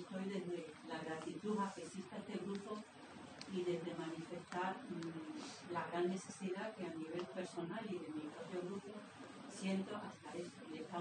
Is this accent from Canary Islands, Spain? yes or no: yes; Las Palmas de Gran Canaria, Canary Islands, Spain; soy de Canarias, Las Palmas